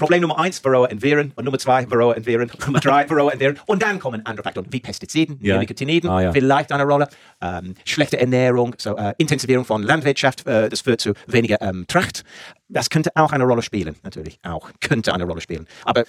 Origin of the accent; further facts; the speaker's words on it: England, United Kingdom; German is a second language; Und ich komme aus England.